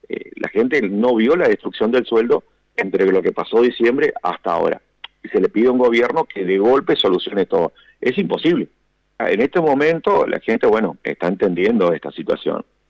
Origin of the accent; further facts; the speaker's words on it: Apóstoles, Misiones, Argentina; Yo soy acá de Apóstoles Misiones, un municipio que está a 65 kilómetros de la capital misionera